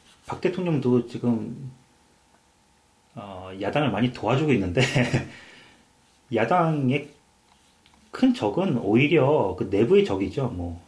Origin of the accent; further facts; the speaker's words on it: Seoul, South Korea; now in United Kingdom; 저는 어릴 적에 한국에 살아서 뭐 투표권도 없었고 정치에 관심이 없었는데 그분 어떻게 기억하냐면은 제가 이제 관악구에 살아서 저희 지역구였어요